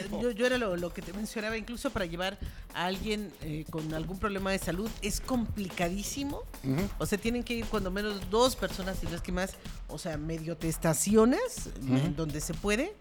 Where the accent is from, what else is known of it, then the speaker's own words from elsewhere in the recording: Mexico; los que ganamos somos los mexicanos.